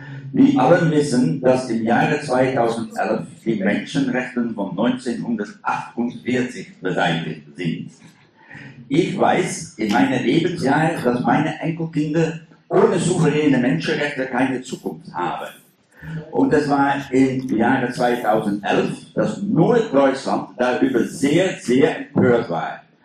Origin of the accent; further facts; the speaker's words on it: Netherlands; ich komme aus Niederländer